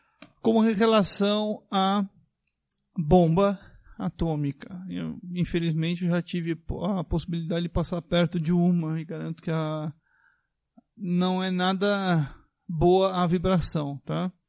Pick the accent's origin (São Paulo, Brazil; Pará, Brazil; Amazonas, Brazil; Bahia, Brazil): São Paulo, Brazil; Jacareí; sou de Jacareí. Sou espírita, umbandista.